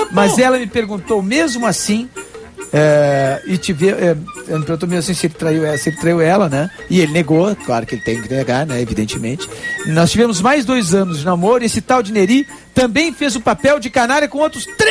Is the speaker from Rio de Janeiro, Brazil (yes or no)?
no; Itajaí, Santa Catarina, Brazil; sou de Itajaí.